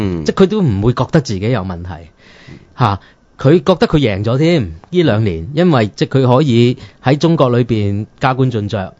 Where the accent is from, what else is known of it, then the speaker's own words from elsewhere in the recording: Hong Kong; 我哋香港人係最熟悉啦，我哋香港人本來香港一國